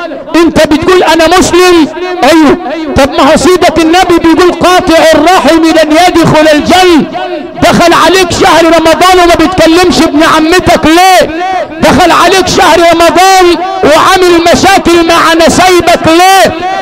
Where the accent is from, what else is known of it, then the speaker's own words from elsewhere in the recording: Al Sharqia Governorate, Egypt; أنا أبويا عندنا في الشرقية خلي بالك قال لي كلمتين اتنين حاططهم حلقة في ودني